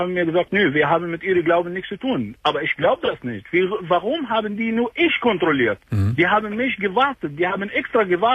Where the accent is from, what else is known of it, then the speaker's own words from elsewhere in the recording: Iraq; German is a second language; moved away as an adult; now in Germany; Ich bin Iraker.